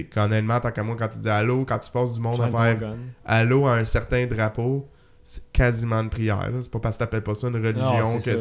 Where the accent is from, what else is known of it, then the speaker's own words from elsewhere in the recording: Quebec, Canada; also born or lived in United States; au Québec, on sait en tant que Québécois qu'on est plus intelligent que les Américains.